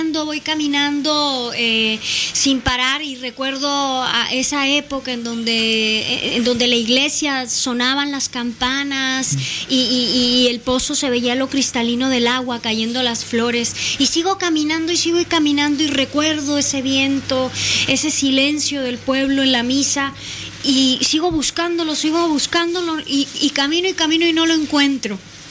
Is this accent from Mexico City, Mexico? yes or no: yes; Mexico City, Mexico; Soy del Distrito Federal, sí, pero he vivido muchos años en el sur. En el norte y en el sur, más en el sur de México.